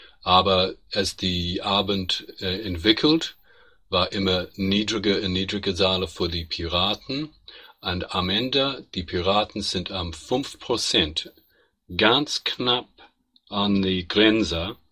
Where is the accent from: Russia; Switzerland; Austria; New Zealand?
New Zealand; now in Germany; Ich komme aus Neuseeland, wohne ins Moment in Deutschland